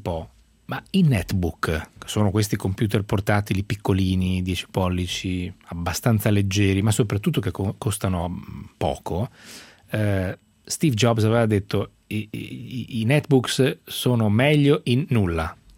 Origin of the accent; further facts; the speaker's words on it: Emilia-Romagna, Italy; visto che poi io sono emiliano